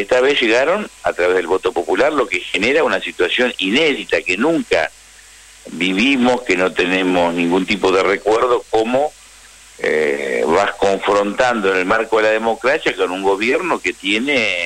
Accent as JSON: {"language": "Spanish", "region": "Río Negro", "country": "Argentina", "said": "Yo soy de Río Negro."}